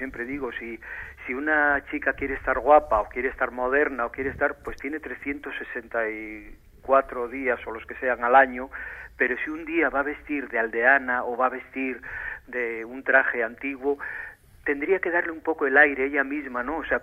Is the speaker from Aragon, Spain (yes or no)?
no; Carranza, Basque Country, Spain; born there; nací en Carranza, que es provincia de Vizcaya, pero porque mis padres, mi padre que era de la parte de Soba, al no encontrar una finca allí en Soba, pues compró la contigua, que ya caía dentro del Valle de Carranza.